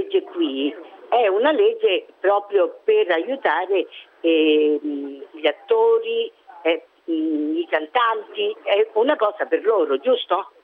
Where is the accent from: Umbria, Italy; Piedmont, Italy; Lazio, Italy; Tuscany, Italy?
Lazio, Italy; Rome; born there; Io sono nata a Roma, abito a Roma.